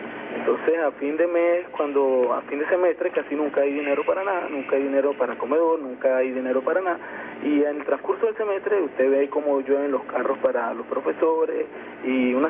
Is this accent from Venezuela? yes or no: yes; Venezuela; mi agradecimiento como venezolano